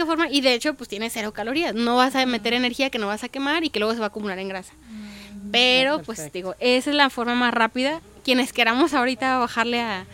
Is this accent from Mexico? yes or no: yes; Mexico; somos seres humanos, somos mexicanos y tenemos la cultura, no sé, del pozole, de los taquitos.